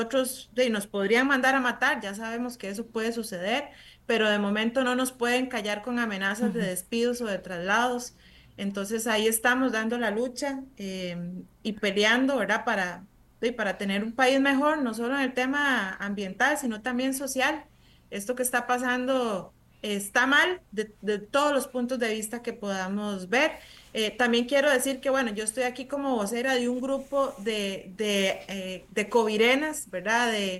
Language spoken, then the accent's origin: Spanish; Pérez Zeledón, San José, Costa Rica; somos coterráneos, los dos somos de Pérez Zeledón, nos conocemos hace muchos años.